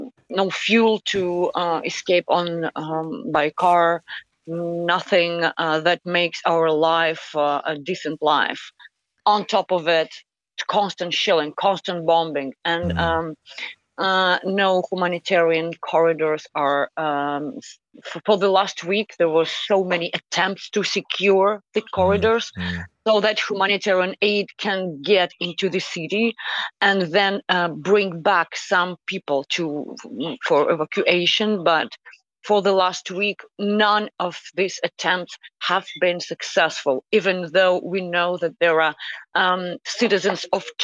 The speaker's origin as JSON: {"language": "English", "town": "Donetsk", "region": "Donetsk Oblast", "country": "Ukraine", "moved": "as an adult", "said": "I'm originally from Donetsk, and 8 years ago, at the beginning of this war, I had to flee and lose my home once."}